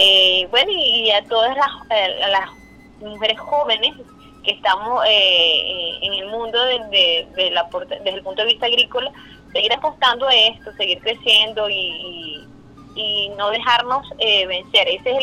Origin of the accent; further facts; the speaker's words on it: Venezuela; como mujeres venezolanas, como mujeres latinas, tenemos un reconocimiento bien marcado